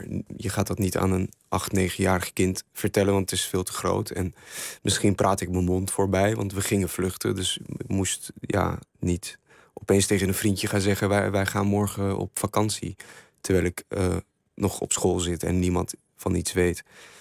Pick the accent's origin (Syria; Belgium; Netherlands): Syria; Ik zie het land waar ik vandaan kom langzaam afbrokkelen. Ja, hoe volg je dat? Ik vind dat iets heel moeilijks. Ik vind het ook niet behapbaar. Het werd voor mij ook pas tastbaar dat er oorlog was überhaupt in Syrië.